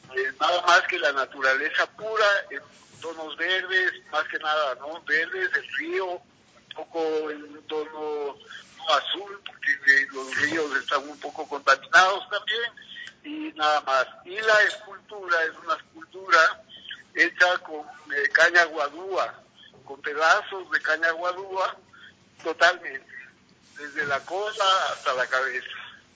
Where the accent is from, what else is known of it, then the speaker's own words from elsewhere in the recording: Ecuador; nosotros mismos, como ecuatorianos a nuestra Amazonía, tenemos que respetarla.